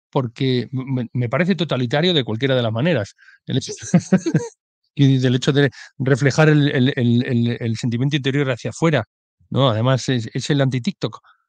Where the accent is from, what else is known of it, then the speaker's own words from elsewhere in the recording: Santander, Cantabria, Spain; si yo que soy de Santander, si viviera en Santander